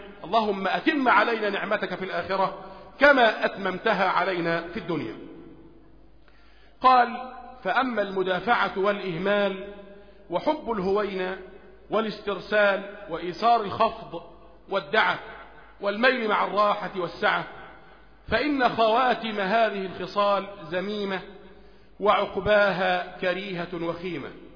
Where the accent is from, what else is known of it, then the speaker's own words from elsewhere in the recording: Egypt; لان احنا عندنا في مصر ما عندنا صحوة منهجية